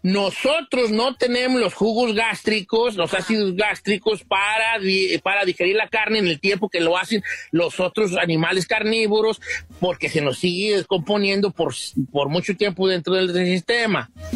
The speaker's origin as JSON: {"language": "Spanish", "country": "Mexico", "said": "se me echan encima los mexicanos y yo soy de México."}